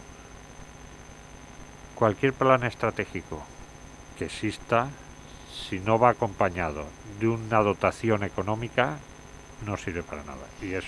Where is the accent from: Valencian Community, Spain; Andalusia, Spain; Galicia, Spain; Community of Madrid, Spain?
Valencian Community, Spain; somos valencianos, pertenecemos a la comunidad valenciana.